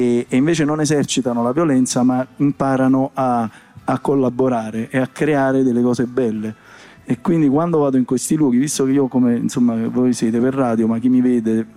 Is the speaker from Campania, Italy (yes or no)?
yes; Naples, Campania, Italy; anche se provengo magari dal Vomero, quindi sono sicuramente più fortunato